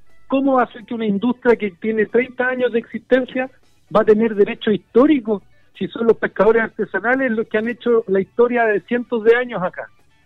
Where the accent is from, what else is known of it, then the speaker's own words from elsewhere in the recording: Chile; como chilenas y chilenos tenemos un compromiso y un deber.